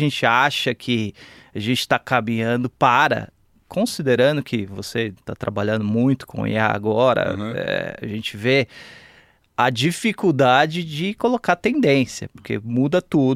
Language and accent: Portuguese; São Paulo, Brazil; also born or lived in Milwaukee, United States; Cara, eu sou daqui, nascido e criado em São Paulo. Eu tive uma experiência rápida, relativamente rápida, nos Estados Unidos.